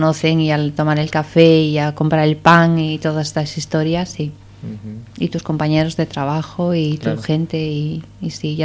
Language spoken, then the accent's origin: Spanish; Asturias, Spain; yo vengo de Asturias, entonces es verde, es agua y hace frío y humedad, ¿no? Bueno, allí no hace tanta humedad